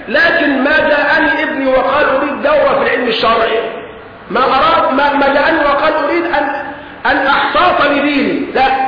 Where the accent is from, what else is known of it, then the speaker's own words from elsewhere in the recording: Egypt; ما هو بنت الجار بنتي، والمصرية محسوبة علي انا كمصري